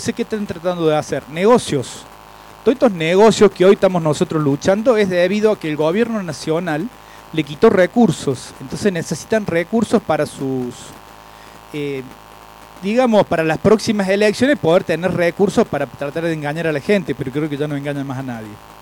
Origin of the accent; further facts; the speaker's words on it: Villa Allende, Córdoba, Argentina; soy de Villa Allende, de la comunidad Quebracho.